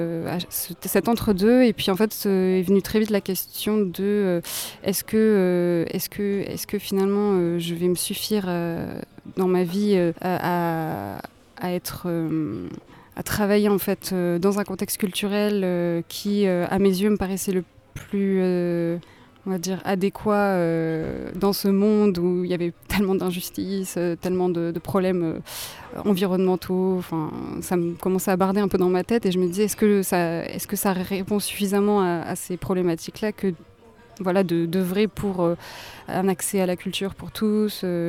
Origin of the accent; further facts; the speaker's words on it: Bordeaux, Nouvelle-Aquitaine, France; je suis entrée dans ma 29e année il y a quelques mois. Mon parcours jusqu'à aujourd'hui, je suis née à Bordeaux, j'ai grandi entre la ville et avec un pied à la campagne dans le nord des Landes.